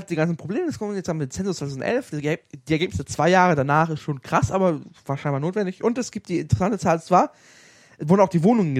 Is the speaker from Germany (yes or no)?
yes; Salzgitter, Lower Saxony, Germany; born there; Meine Hermann-Göring-Stadt, meine Geburtsstadt, meine Stadt Salzgitter ist keine Großstadt mehr.